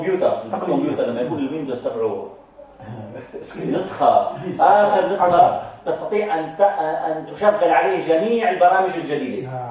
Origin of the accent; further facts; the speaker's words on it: Syria; مثل عندنا في سوريا، المذهب الحنفي هو الحق،